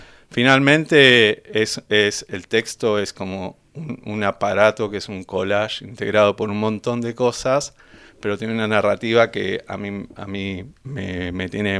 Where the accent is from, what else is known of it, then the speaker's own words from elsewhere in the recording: Benito Juárez, Buenos Aires Province, Argentina; moved away as an adult; now in La Plata, Argentina; yo no soy de La Plata, yo soy de Benito Juárez. Me vine en pendejo, como a los 18 años, yo ya estaba viniendo acá, viviendo acá.